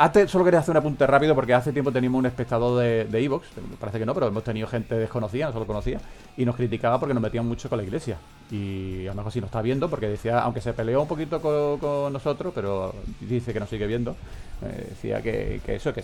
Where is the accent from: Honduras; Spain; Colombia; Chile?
Spain; ten cojones, soy español